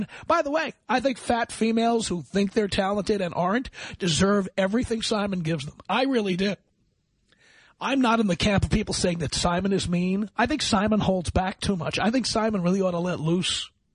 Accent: New York City, New York, United States; And I'm speaking from the point of view of being an American. And London to me, I grew up in New York City.

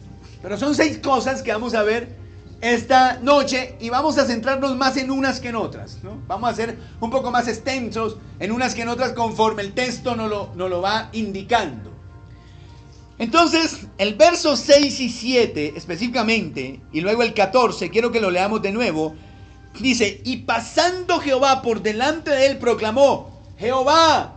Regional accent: Colombia; Como yo soy colombiano, digo emet.

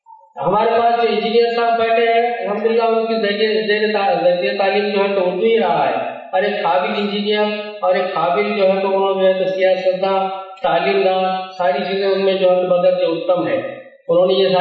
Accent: Maharashtra, India; میری مادری زبان اردو ہے لیکن میری سری تعلیم مراٹھی رہی ہے، ہم ان بدنصیبوں میں سے ہیں جب یہاں اردو چہارم تک ہی تھی

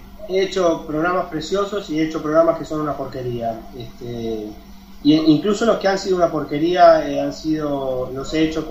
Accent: La Plata, Buenos Aires Province, Argentina; Yo soy de La Plata, ¿no? Vale recordarlo.

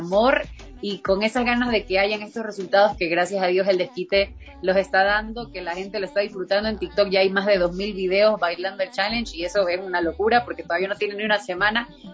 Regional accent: Ecuador; como mujer, como artista ecuatoriana, son cosas que te tocan

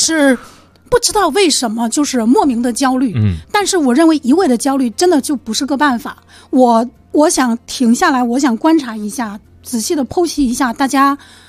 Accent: Fujian, China; now in Beijing, China; 其实我也是个北漂，对吧？我是福建人，然后，年轻的时候来到北京，然后在这个大城市生存

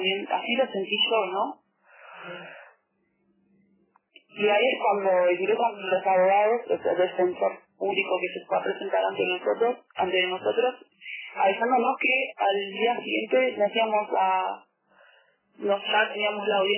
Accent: Bariloche, Río Negro, Argentina; Bueno, yo soy de Bariloche.

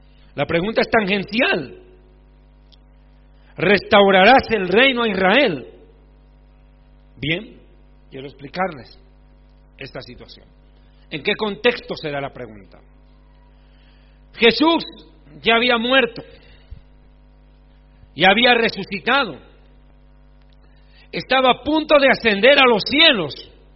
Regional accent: Bolivia; born there; Bienvenidos a una nueva conferencia que se desarrolla acá, en mi país de nacimiento, en el estado plurinacional de Bolivia

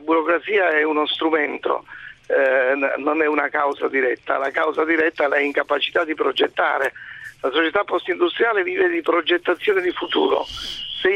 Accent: Naples, Campania, Italy; Per esempio Napoli, io sono napoletano

